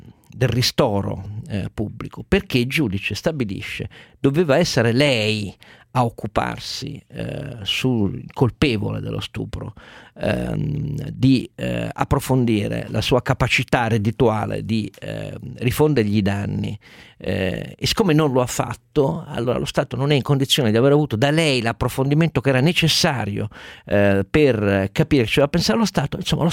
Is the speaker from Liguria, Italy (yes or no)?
no; Turin, Piedmont, Italy; Un motivo di indignazione vera da torinese